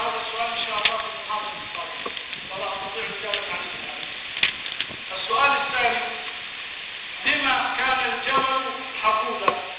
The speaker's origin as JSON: {"language": "Arabic", "region": "Upper Egypt", "country": "Egypt", "said": "في طرق كثير عندنا في الصعيد"}